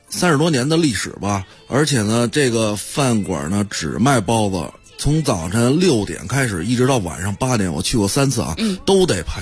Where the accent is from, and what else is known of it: Beijing, China